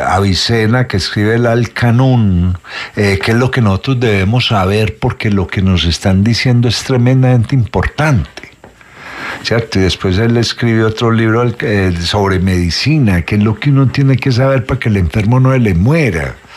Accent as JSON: {"language": "Spanish", "country": "Colombia", "said": "Que Colombia, nosotros somos colombianos por cédula, pero estamos, esto es un montón de paisitos juntos"}